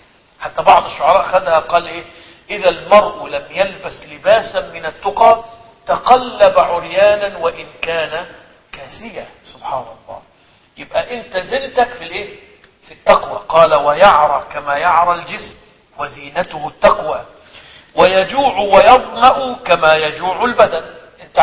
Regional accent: Egypt

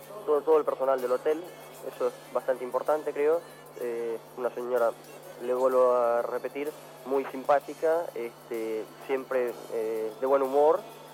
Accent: Rio de Janeiro, Brazil; Spanish is a second language; Yo soy brasileño.

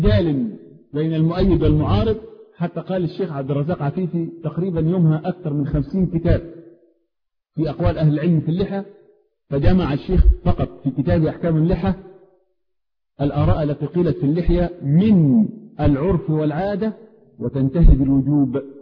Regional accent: Upper Egypt, Egypt; انا رجل صعيدي معذرة جاي من اخر الخط.

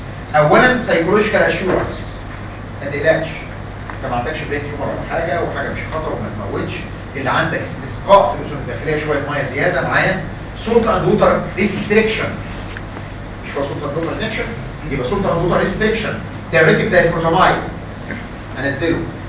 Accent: Egypt; احد الجراحين العظام عندنا في مصر مات من 5-7 سنين

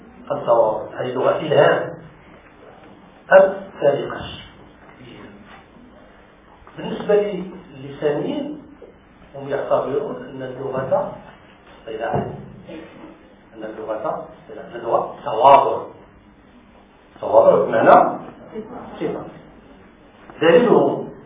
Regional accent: Morocco; لأن أنت مغربي وأنا مغربي

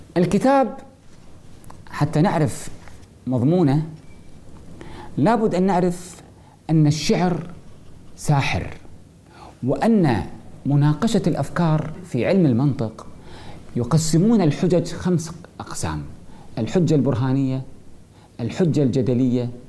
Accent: Kuwait; عندنا في الكويت

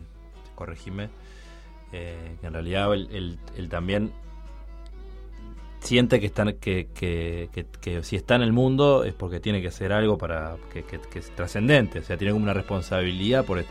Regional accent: Uruguay; Vos sos argentino, yo soy uruguayo.

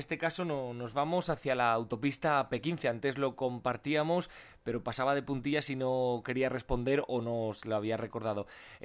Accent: Navarre, Spain; que son obligatorias como navarros

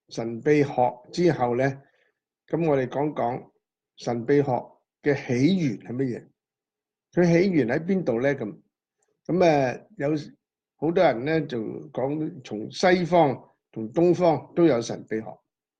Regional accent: China; 譬如話我哋中國人講一命、二運、三風水

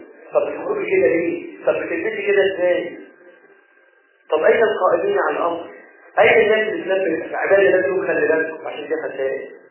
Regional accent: Egypt; اجعل بلدنا مصر بلدا حاكما وسائر بلاد المسلمين

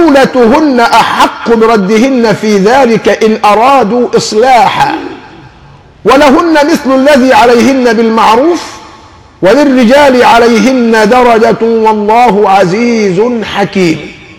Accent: Egypt; السهل جدا عندنا كمصريين بنتكلم في حاجتين

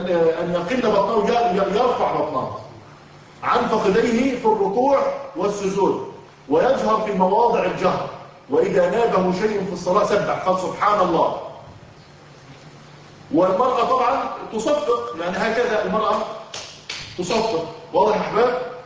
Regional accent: Egypt; طبعا إحنا عندنا في الريف المصري الفلاحين لما إحنا طبعا من بيئة كلها فلاحين وزراعة ولسنا من المدينة

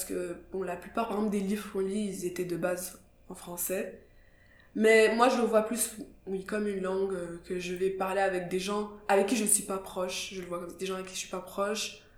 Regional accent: Kigali, Rwanda; je viens de Kigali, qui est une ville très petite, vraiment très petite, où tout le monde se connaît

